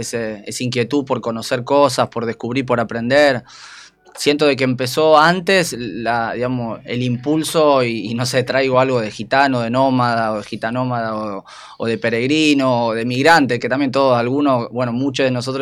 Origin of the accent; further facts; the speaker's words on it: Argentina; A mí me tocó empezar a caminar en estas latitudes que hoy se conocen como Argentina.